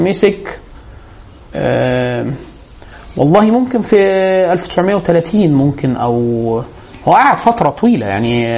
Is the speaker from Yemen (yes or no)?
no; Egypt; عندنا في مصر